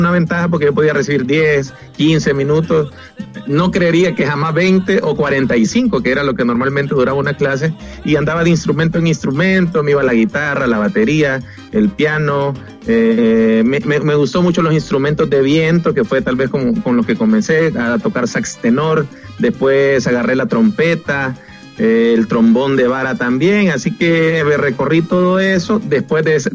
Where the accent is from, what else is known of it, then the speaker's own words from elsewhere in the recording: Santa Tecla, La Libertad, El Salvador; also born or lived in Costa Rica / New York, United States; Soy salvadoreño, aquí nací en Santa Tecla. En este sector también me encuentro ahorita y de El Salvador viajé a Costa Rica, de Costa Rica a Nueva York y de Nueva York de regreso a El Salvador, y aquí es como estamos ya instalados